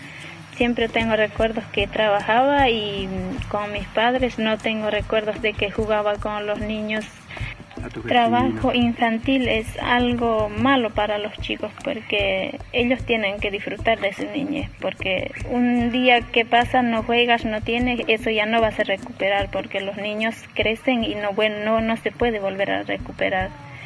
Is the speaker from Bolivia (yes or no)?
yes; Bolivia; born there; tengo 27 años, nací en Bolivia.